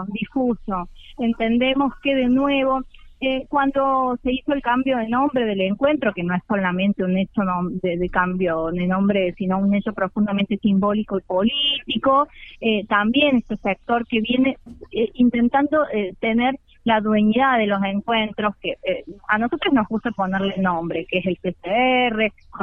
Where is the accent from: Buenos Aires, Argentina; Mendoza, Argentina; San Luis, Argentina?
San Luis, Argentina; las que no vivimos en CABA, como en mi caso que soy de San Luis